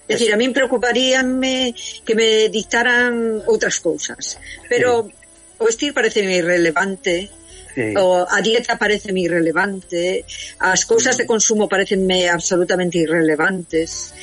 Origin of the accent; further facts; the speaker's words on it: Carril, Galicia, Spain; Eu son de Carril, por lo tanto, as ameixas sabedes que o marisco estrena.